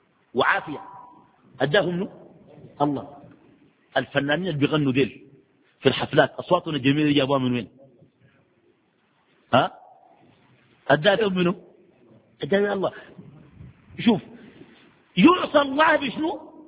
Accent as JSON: {"language": "Arabic", "country": "Sudan", "said": "ويجيك والله في السودان عندنا جلسة"}